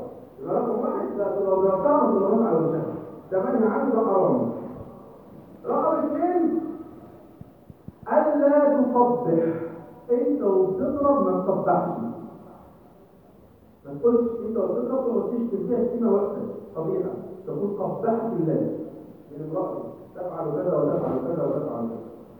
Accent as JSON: {"language": "Arabic", "country": "Egypt", "said": "وانا دائما اقول يعني احنا عندنا في مصر"}